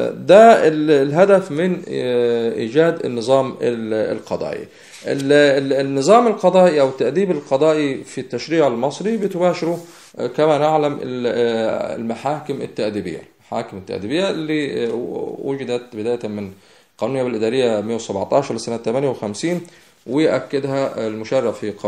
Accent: Egypt; احنا قلنا انه عندنا في مصر يكاد يكون كل من يعمل لدى الحكومة ينطبق عليه وصف الموظف العام

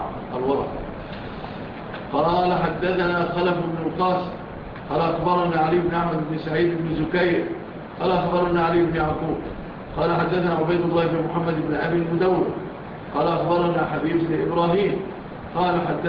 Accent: Egypt; إحنا طبعا مشهور عندنا في مصر الفول إيه؟

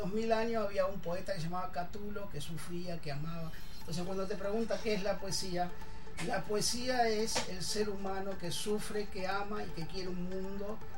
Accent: Argentina; Yo vengo de Argentina

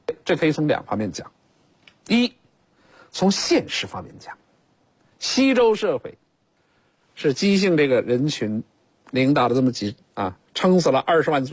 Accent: China; 我们中国人讲有阴阳结合才产生万物，有男女才有家庭

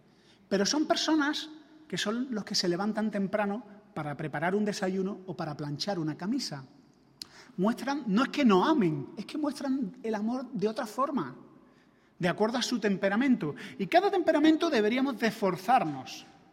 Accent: Andalusia, Spain; Ahora que vengo de Andalucía, los andaluces tenemos, me imagino que en otras comunidades también se dice, ¿no?, la costumbre de poner el pronombre mí delante del nombre

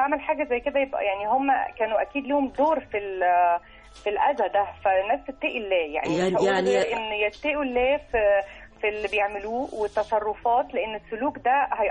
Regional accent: Egypt; ده الأخلاق بتاعتنا كمصريين أو عرب يعني عامة

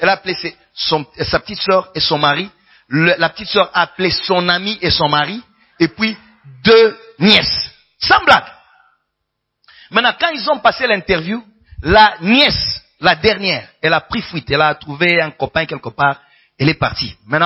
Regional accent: Kinshasa, DR Congo; Au Congo, particulièrement chez nous, à Kin, il y a celui qu'on appelle Kinois.

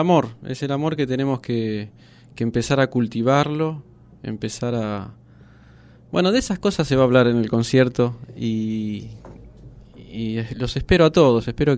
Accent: Buenos Aires, Argentina; born there; also born or lived in Japan; yo vengo de vivir en otros lados también. Nací en Buenos Aires, viví 12 años en Japón

